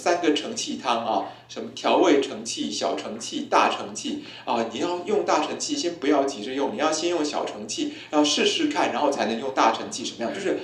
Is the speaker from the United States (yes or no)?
no; Taiwan; 像我们台湾人喜欢用的一个标准版本的食谱叫做傅培梅食谱